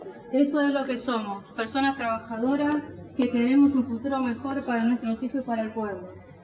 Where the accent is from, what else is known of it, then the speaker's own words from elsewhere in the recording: Argentina; solo queremos que se cumplan nuestros derechos, que como ciudadanos argentinos nos merecemos.